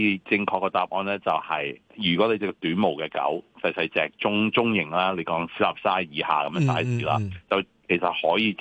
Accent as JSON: {"language": "Cantonese", "country": "Hong Kong", "said": "你知有啲我哋香港人都慣咗潮濕嘅天氣啦"}